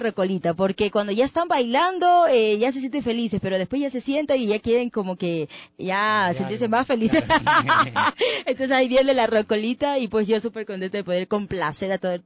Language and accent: Spanish; Guayaquil, Guayas, Ecuador; Y pues ahora yo soy guayaquileña. Mucha gente dice, ¿de dónde es … ? ¿De dónde es? Yo soy guayaquileña.